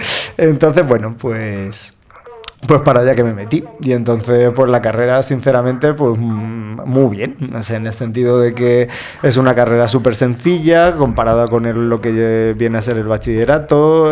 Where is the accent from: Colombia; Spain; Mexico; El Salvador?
Spain; Albacete, Castilla-La Mancha; De Albacete. Yo soy albaceteño.